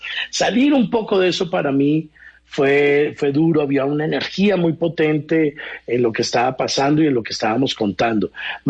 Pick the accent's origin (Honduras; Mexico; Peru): Mexico; now in Barranquilla, Colombia; Me enseñaron mis primas a bailar porque yo llegaba de México y pues era un mexicano que no bailaba nada de eso.